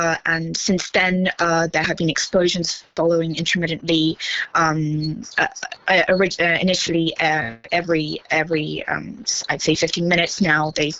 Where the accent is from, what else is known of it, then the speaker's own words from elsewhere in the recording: Ukraine; this is my home country, and it was important for me to come back here to help out.